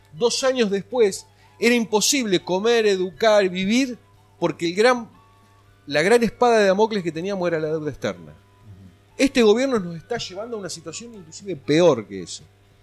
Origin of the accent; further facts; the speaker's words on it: Chivilcoy, Buenos Aires Province, Argentina; also born or lived in La Plata; Yo vengo de Chivilcoy, pero antes de estar en Chivilcoy, del lugar donde soy originario, tuve 35 años viviendo en La Plata y trabajando en Quilmes Judicial